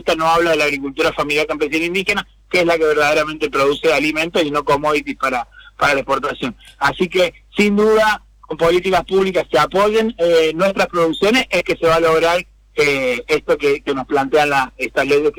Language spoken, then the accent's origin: Spanish; Córdoba, Argentina; Yo soy originariamente cordobés, así que tengo mucho cariño por esa provincia, obviamente, muchos amigos y familiares